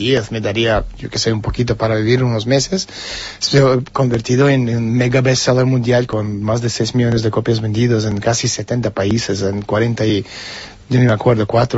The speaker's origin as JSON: {"language": "Spanish", "country": "Lithuania", "tie": "born there", "first_language": "Russian", "second_language": "Spanish", "said": "No soy lituano. Nací en la República Soviética de Lituania. Somos rusos, hablamos ruso, no hablamos lituano"}